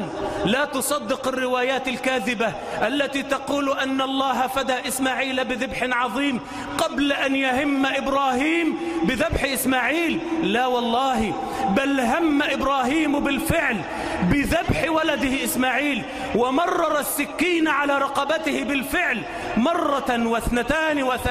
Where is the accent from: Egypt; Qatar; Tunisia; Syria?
Egypt; اللهم اجعل بلدنا مصر آمنة مطمئنة